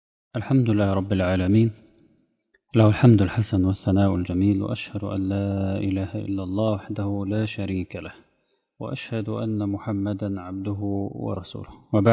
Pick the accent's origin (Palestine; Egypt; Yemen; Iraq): Egypt; خاصة نحن كمصريين لنا ارتباط وجداني بها